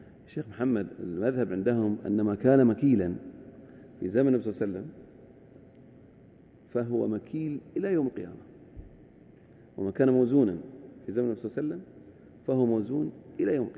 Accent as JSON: {"language": "Arabic", "town": "Al-Ahsa", "region": "Eastern Province", "country": "Saudi Arabia", "said": "لكن العد عندنا في الأحساء"}